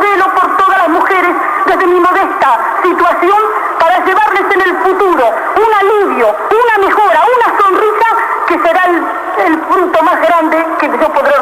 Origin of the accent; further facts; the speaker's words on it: Argentina; Yo como mujer argentina y como mujer de pueblo